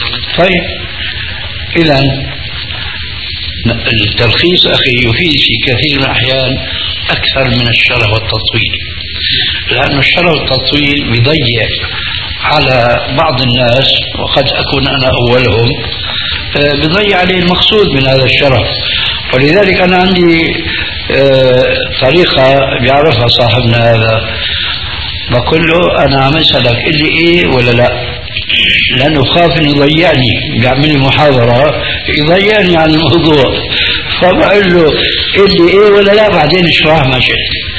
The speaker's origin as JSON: {"language": "Arabic", "country": "Syria", "said": "انا باعتباري سوري يعني اخذت علوة من سوريا لكنها طيبة غير مضرة"}